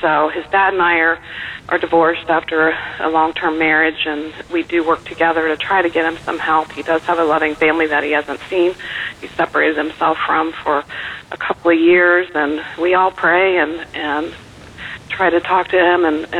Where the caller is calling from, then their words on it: Ohio, United States; I'm calling from Ohio, and I'm sorry, I'm nervous.